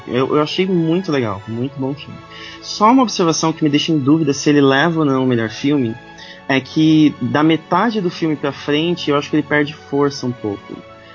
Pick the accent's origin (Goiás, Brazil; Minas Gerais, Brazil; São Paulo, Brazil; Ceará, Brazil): São Paulo, Brazil; quando eu era criança eu morava em São Paulo, a nossa casa não era grande.